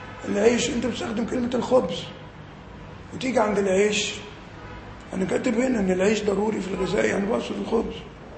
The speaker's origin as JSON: {"language": "Arabic", "country": "Egypt", "said": "بره عندنا في مصر يعني ايه؟"}